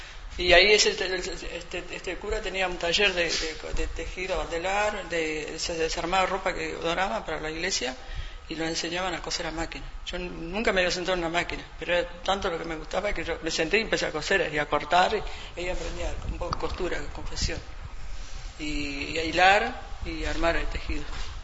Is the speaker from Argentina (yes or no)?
yes; Buenos Aires, Argentina; yo me crié en Buenos Aires con una familia, en primera junta, y hasta los 15, 16 años, volví con mi mamá de vuelta.